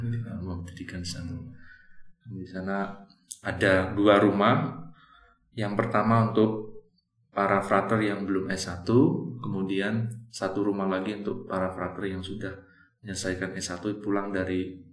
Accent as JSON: {"language": "Indonesian", "town": "Lubuklinggau", "region": "South Sumatra", "country": "Indonesia", "tie": "born there", "said": "Saya memang lahir di Lubuk Linggau, itu adalah satu daerah di Palembang. Saya setelah tamat SMP masuk ke Seminari Palembang, 4 tahun di sana."}